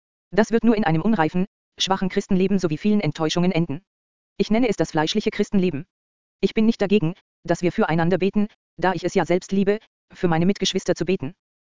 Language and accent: German; Austria; Als ich noch jung war im Dienst und in meinem Heimatland Österreich Gemeinden gegründet habe